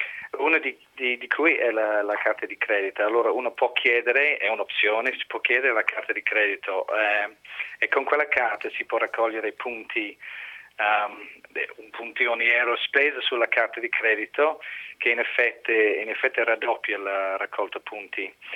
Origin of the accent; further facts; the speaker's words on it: Ireland; Infatti sono irlandese.